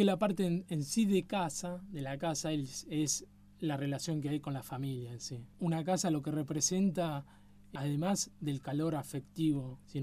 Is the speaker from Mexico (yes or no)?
no; Argentina; yo como argentino te puedo decir que el país, tenemos un país muy grande